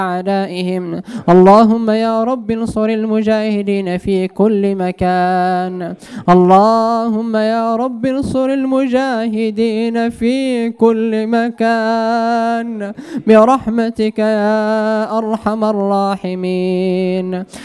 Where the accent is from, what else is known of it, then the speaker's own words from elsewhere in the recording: Morocco; اللهم يا رب احفظ بلدنا المغرب من الفتن